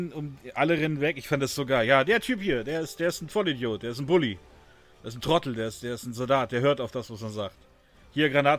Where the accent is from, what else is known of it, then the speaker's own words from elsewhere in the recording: Augsburg, Bavaria, Germany; Ja, ist aus my Augsburg, homestead.